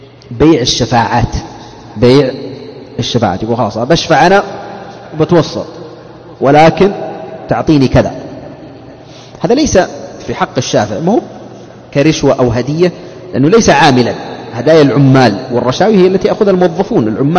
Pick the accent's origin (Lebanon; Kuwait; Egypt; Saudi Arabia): Saudi Arabia; لأن الطاقة الشمسية عندنا في السعودية هنا لم تنتشر انتشارا كبيرا